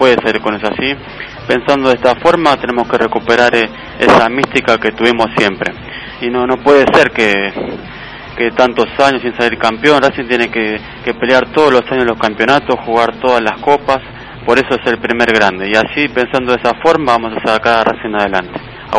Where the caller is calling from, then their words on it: Avellaneda, Buenos Aires Province, Argentina; de Avellaneda.